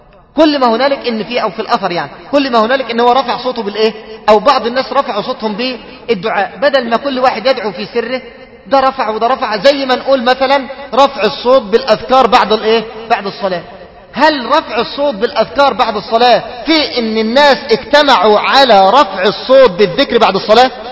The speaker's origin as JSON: {"language": "Arabic", "town": "Mansoura", "region": "Dakahlia", "country": "Egypt", "said": "عندنا بالمنصورة"}